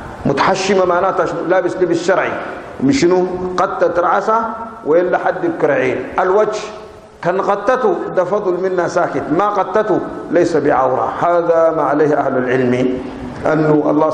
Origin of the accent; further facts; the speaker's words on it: Sudan; عندنا في السودان ما في حتة لقينا أن الرجال بيقعدوا مع النساء سوا